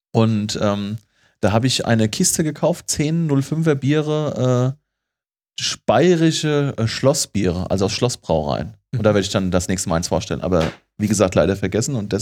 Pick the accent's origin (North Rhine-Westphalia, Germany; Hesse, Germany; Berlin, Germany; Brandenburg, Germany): Hesse, Germany; ich weiß nicht mal, ob das was spezifisch Hessisches ist oder ob das was sogar nur was ist, sogar aus der Region, wo ich herkomme